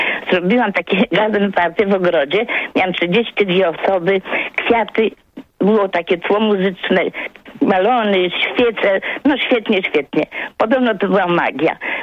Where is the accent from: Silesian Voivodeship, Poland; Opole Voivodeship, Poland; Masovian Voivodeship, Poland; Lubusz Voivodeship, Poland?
Masovian Voivodeship, Poland; Warsaw; Mieszkam teraz pod Płockiem, a jestem z Warszawy, z dziada, pradziada.